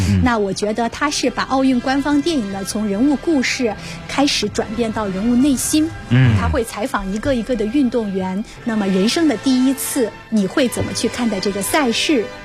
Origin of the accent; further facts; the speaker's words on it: China; 那么展现了我们中国人对世界的看法哈。